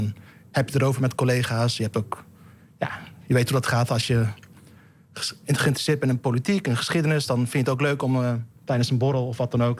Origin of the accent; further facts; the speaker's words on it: Rotterdam, South Holland, Netherlands; Toen ging ik naar de BIEB, Rotterdam-Zuid, in Lombardije, waar ik ben opgegroeid.